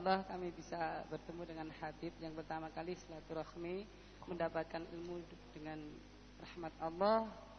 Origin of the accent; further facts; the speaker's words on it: Mojolaban, Central Java, Indonesia; asal dari Mojolaban, Beb.